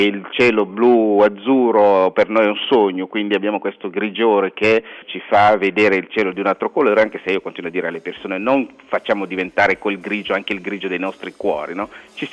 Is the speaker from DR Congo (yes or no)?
yes; Kinshasa, DR Congo; io sono cresciuto a Kinshasa, che è una città che conta 6 milioni di abitanti.